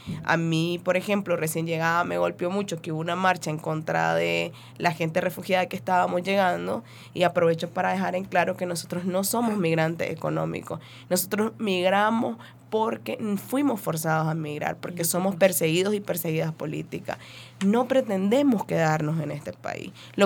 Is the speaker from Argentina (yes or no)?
no; Monimbó, Masaya, Nicaragua; moved away as an adult; La última vez que atacaron el barrio de Monimbó, porque soy originaria de Monimbó, soy mujer indígena, entonces a mí sí me tocó salir luego de ese ataque tan fuerte que tuvimos. Entonces ya son 9 meses de estar por acá.